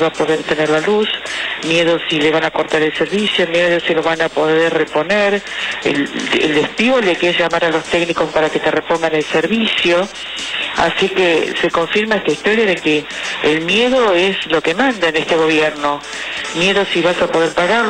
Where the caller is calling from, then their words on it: Palermo, Buenos Aires, Argentina; soy de Palermo